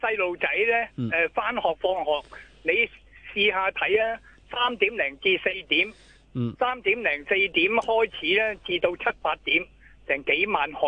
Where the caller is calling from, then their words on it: Hong Kong; 我哋香港人咧，就除咗去探亲之外咧，仲有几十万人咧，就喺沿岸嗰度居住